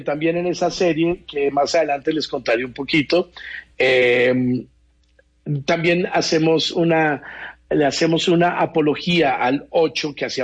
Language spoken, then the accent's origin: Spanish; Mexico; now in Barranquilla, Colombia